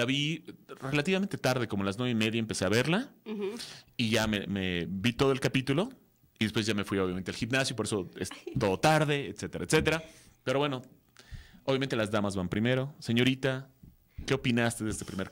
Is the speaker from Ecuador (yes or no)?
no; Mexico; Y como buen mexicano, me colé a la sala 14.